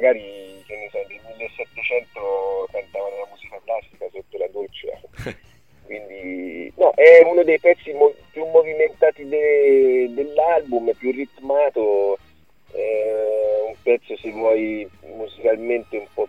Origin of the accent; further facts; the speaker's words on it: Torrita di Siena, Tuscany, Italy; also born or lived in Arezzo; Io, in realtà io sono cresciuto a Torrita di Siena, che è un paesino che... con Montepulciano